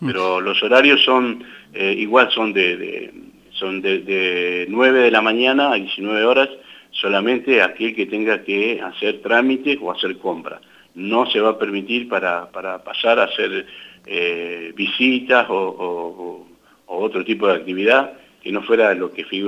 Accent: La Adela, La Pampa, Argentina; uno es nacido y criado acá en La Vela, y verlo al río Colorado como lo vemos hoy, no lo hemos visto nunca.

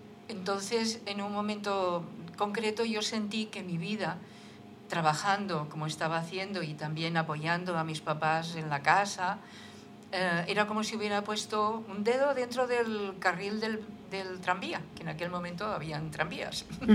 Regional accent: Barcelona, Catalonia, Spain; Sí, yo soy de Barcelona.

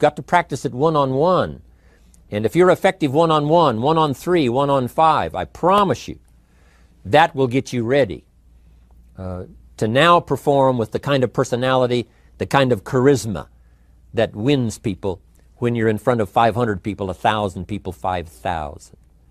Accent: Idaho, United States; he looked right at me and said … where are you from? I said, Idaho.

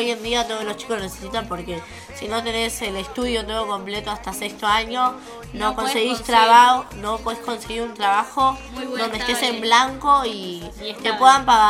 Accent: Almirante Brown, Buenos Aires Province, Argentina; Nosotros somos del barrio de Los Altos, como saben, de Gleu y del partido de Mirante Brown.

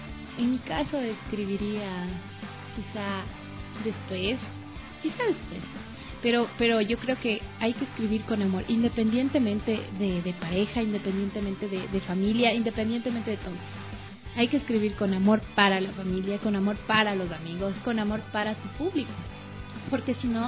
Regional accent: Mira, Carchi, Ecuador; yo no soy quiteño. Yo soy carchense. Yo soy del Carchi.

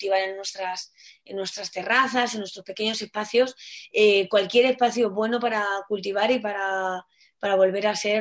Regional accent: Madrid, Community of Madrid, Spain; finca ahí en Cáceres, en el norte de Cáceres, y ahí he visto que muchos de mis vecinos aunque soy madrileña

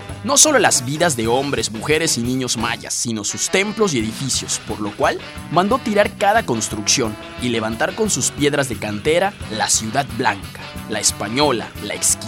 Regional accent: Yucatán, Mexico; nuestra identidad como mexicanos y yucatecos

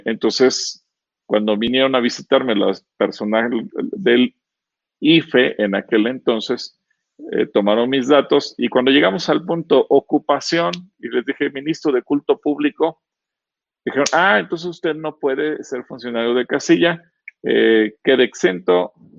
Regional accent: Mexico; soy ciudadano mexicano y me quitan mis derechos

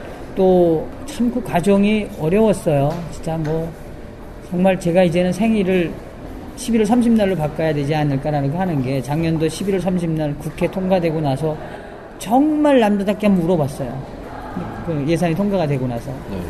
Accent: North Korea; now in South Korea; 저는 우리 탈북자들이 이제는 정말 대한민국의 리더가 돼야 한다고 저는 보는 거고

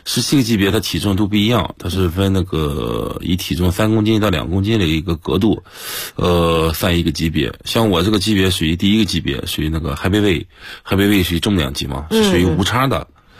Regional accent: Qingdao, Shandong, China; 我出生在青岛，山东青岛。可能是在我们这个青岛啊，对这个拳击啊，这个领域啊，对拳击这个氛围很浓厚。

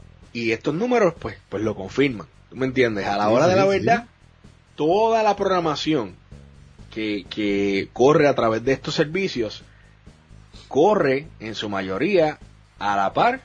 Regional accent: Puerto Rico; me encanta ver, cada vez somos más, boricuas en la plataforma

